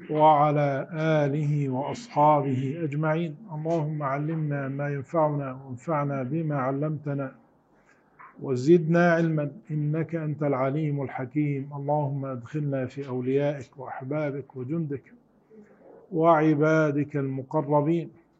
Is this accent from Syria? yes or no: yes; Syria; عندنا في سوريا يسموها سكملة مثلا